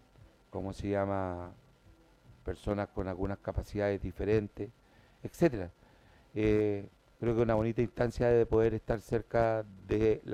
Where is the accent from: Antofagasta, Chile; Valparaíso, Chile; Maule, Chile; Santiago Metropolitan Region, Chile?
Santiago Metropolitan Region, Chile; Puente Alto; de acá de Puente Alto, población donde yo nací. Y fue algo muy hermoso, se lo diré, poder encontrarme con algunas vecinas que me conocían desde niño.